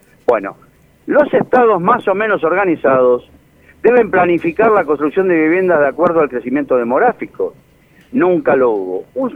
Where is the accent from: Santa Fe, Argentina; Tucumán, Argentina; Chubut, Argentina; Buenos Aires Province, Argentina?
Buenos Aires Province, Argentina; Mar del Plata; Quien te habla, creció y nací en Mar del Plata, pero crecí al año en una casa que hoy, a sus 91 años, mi madre la define como su palacio.